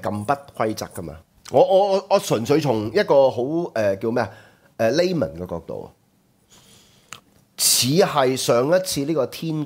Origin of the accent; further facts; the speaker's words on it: Hong Kong; 就話俾我哋香港人聽呢